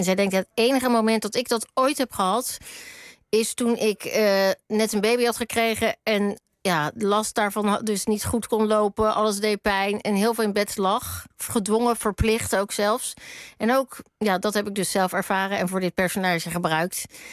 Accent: Rotterdam, South Holland, Netherlands; Hij was heel lang uit Rotterdam, waar ik vandaan kom, weg.

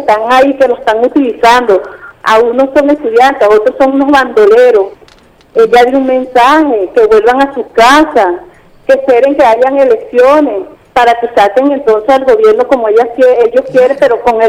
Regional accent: Venezuela; yo como madre venezolana

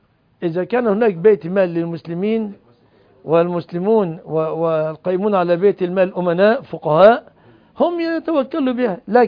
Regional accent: Egypt; الموظف عندنا في مصر ما بياخذ قوت سنته من شغله

